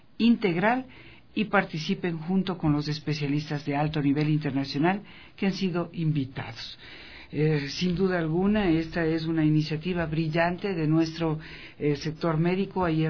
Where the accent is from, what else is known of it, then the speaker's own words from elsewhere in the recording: Ecuador; no lo digo solamente porque soy ecuatoriana